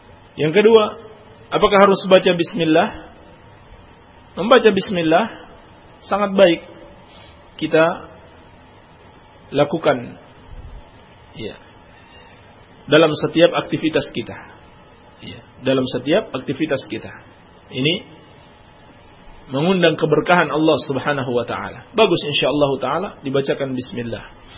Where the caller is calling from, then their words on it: Cikoneng, West Java, Indonesia; Saya dari Sindang Sari, Cikoneng